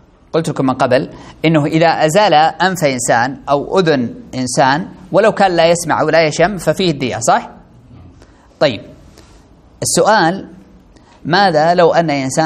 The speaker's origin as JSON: {"language": "Arabic", "country": "Saudi Arabia", "said": "طيب عندنا في السعودية اثنين كذا"}